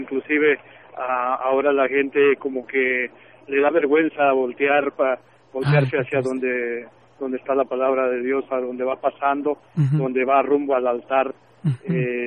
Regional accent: Sacramento, California, United States; yo soy de Sacramento.

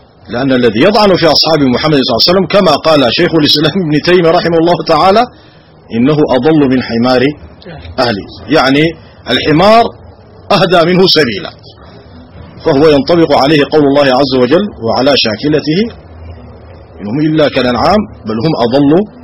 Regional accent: Sudan; نعاني في بلادنا السودان ها هنا

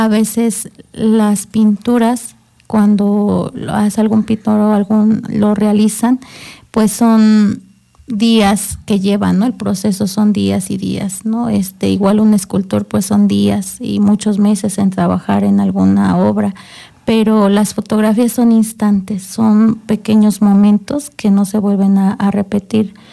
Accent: Amecameca, State of Mexico, Mexico; Sí, así es. Yo nací aquí en Amecameca. Toda la vida he vivido aquí.

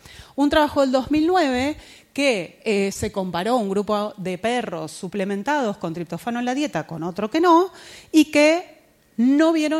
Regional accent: Argentina; Pero bueno, yo soy argentina y le digo así, ¿está bien?

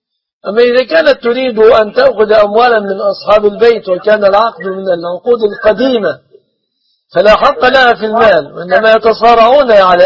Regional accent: Egypt; أسأل الله أن يحفظ بلادنا مصر

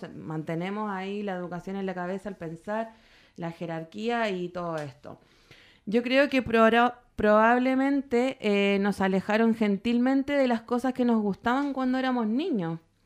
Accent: Chile; moved away; en el proceso de migración que he tenido, porque yo soy chilena

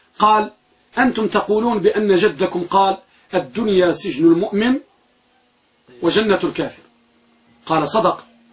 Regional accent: Morocco; وكما كان يقول بعض يعني عندنا في المغرب نقول

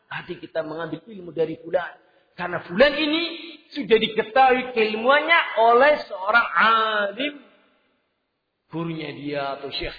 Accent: Central Java, Indonesia; accent: Ngapak; Karena saya bukan orang asing. Saya bukan orang Inggris. Sehingga gak bisa bahasa Inggris. Hal yang wajar. Saya orang ngapak.

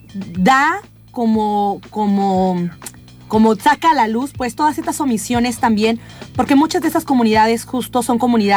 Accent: Oaxaca, Mexico; del lugar de donde yo soy, el estado de Oaxaca, es justo una de las zonas más devastadas.

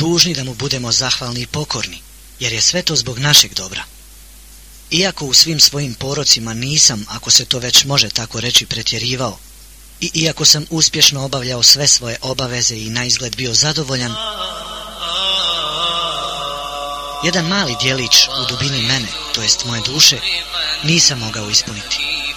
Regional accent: Banja Luka, Republika Srpska, Bosnia & Herzegovina; born there; Rođen sam u Banja Luci 1974. godine od oca Adema i majke Amire. Od malih nogu su me učili da ima Boga i da se u njega mora vjerovati

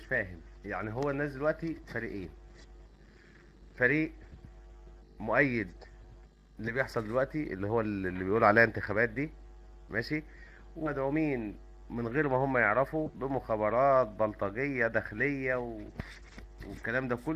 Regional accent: Syria; انا سوري ما بعرفش اتكلم كويس

